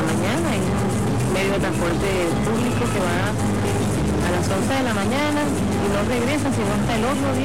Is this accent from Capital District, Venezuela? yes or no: no; Sucre, Venezuela; Pertenecemos al municipio Valdés, parroquia Cristóbal Colón del Estado Sur.